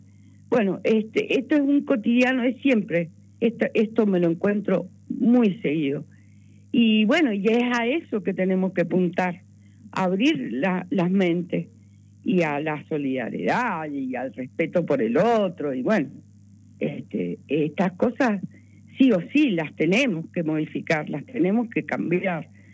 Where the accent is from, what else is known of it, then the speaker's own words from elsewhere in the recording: Mendoza, Argentina; Yo soy mendocina, me siento internacional